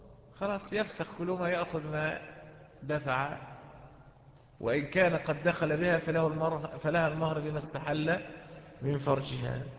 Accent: Egypt; قصة وقعت عندنا في مصر من كام سنة كده

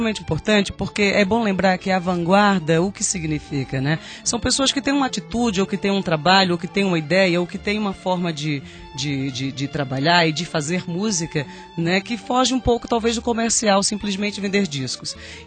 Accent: Paraíba, Brazil; also born or lived in Campina Grande / João Pessoa; now in São Carlos, Brazil; quando morava em Campina Grande, eu sou paraibana, né?

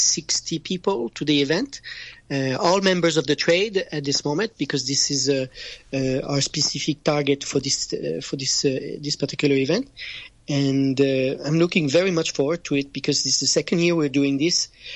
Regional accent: France; accent: French; I'm sorry, my French accent, it always comes in the way. It's the thick tongue of a Frenchman.

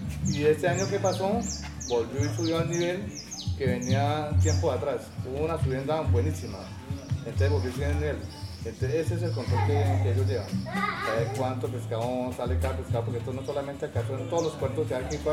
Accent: Guarinocito, Caldas, Colombia; Yo tengo 56 años y desde que me conozco tiene razón, he vivido acá.

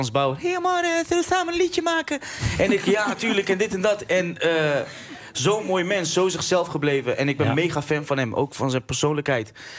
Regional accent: Deventer, Overijssel, Netherlands; Ik ben opgegroeid in Rooidorp. Dat is echt, voor mijn gevoel, het hart van Deventer.

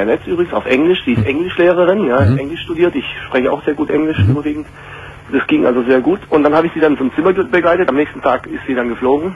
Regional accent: Hungary; Also, ich bin aus Ungarn, ich komme aus Ungarn.

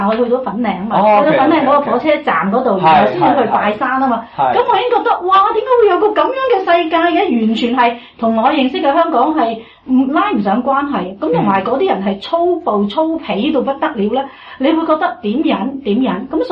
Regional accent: Australia; 我哋澳洲人咧都系觉得好苦恼嘅

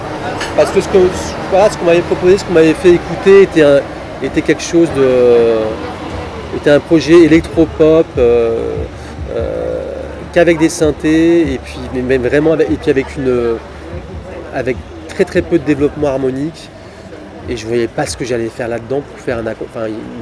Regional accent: Paris, Île-de-France, France; Mais après, moi, je suis parisien, je suis né ici.

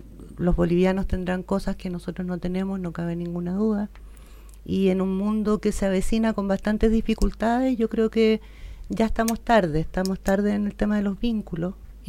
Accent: Arica, Arica y Parinacota, Chile; also born or lived in Antofagasta; Nací en Antofagasta, pero viví en Arica toda mi infancia. Infancia, adolescencia. Y claro, los mejores recuerdos tienen relación con el mar, definitivamente.

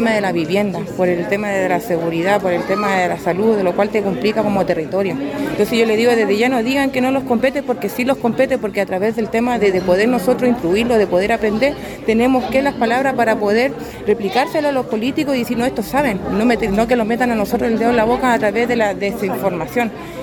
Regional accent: Antofagasta, Chile; soy de Antofagasta también. Soy vocera y representante del macrocampamento Villa Constancia de Antofagasta.

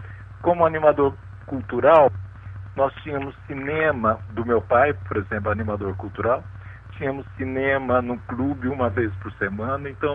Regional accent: São Paulo, Brazil; Nasci em São Paulo, ali perto da Cantareira, da Serra da Cantareira. Uhum. Uhum. Numa época, nasci em 39, então ali era tudo sítio, chácaras. Hoje são edifícios, já é uma outra coisa, né?

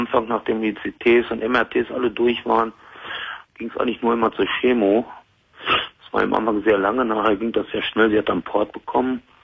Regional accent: North Rhine-Westphalia, Germany; Ich bin gebürtig aus Westfalen, bin aber mittlerweile seit 40 Jahren in Hessen

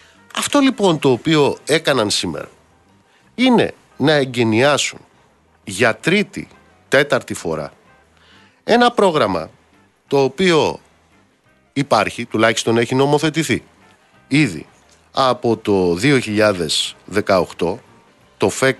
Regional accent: Amaliada, Western Greece, Greece; Είναι σαν το νοσοκομείο στην Αμαλιάδα, στην πατρίδα μου

